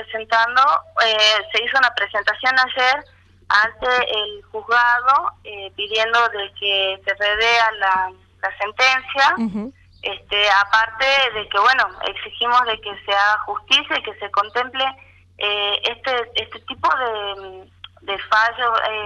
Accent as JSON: {"language": "Spanish", "region": "Tucumán", "country": "Argentina", "said": "soy de Tucumán."}